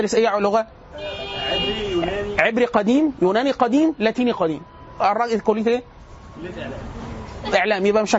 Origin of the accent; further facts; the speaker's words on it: Sohag Governorate, Egypt; انا حتى الان في اوراق الدوله من صفت رغم ان انا من سوهاج